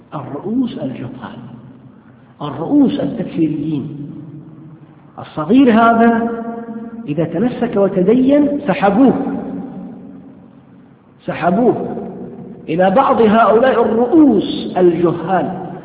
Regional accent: Saudi Arabia; لا سيما في هذه البلاد، في بلادنا السعودية نعاني من فئة من الشباب

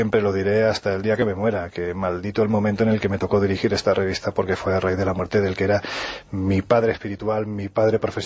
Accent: Jaén, Andalusia, Spain; cuando me pongo delante de un micrófono casi un resorte en mi cabeza hace que me quite mi acento, yo soy de Jaén. Y en Jaén, evidentemente, cuando yo tenía apenas mis 12 añitos

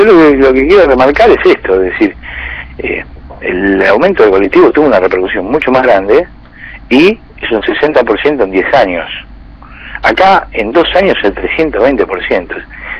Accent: Buenos Aires, Argentina; yo soy porteño, vivo en la capital

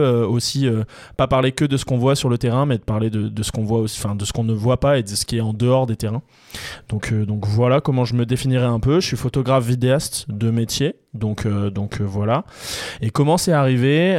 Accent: Hauts-de-France, France; à Liévin, donc près de chez moi puisque je suis du Nord

